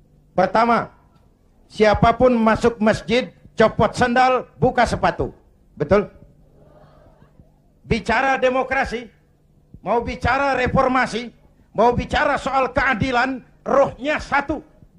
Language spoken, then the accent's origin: Indonesian; Kebayoran, Jakarta, Indonesia; born there; Bahwa saya lahir di Kebayoran, itu sih kebetulan.